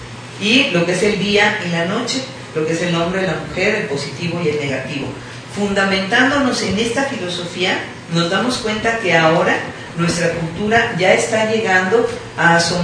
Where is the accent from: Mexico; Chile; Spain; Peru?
Mexico; como mexicanos siento que tenemos prácticamente la obligación de conocer primeramente lo nuestro.